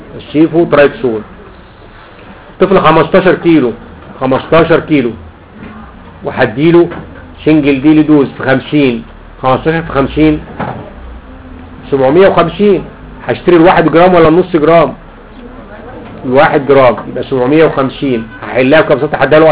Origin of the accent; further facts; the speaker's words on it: Egypt; اسمه عندنا في مصر له اسمين